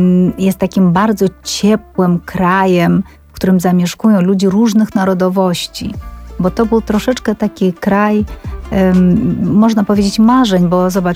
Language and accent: Polish; Georgia; Polish is a second language; bo ja się wychowałam w byłym Związku Radzieckim, więc w szkole rozmawialiśmy w języku rosyjskim. Również była lekcja języka gruzińskiego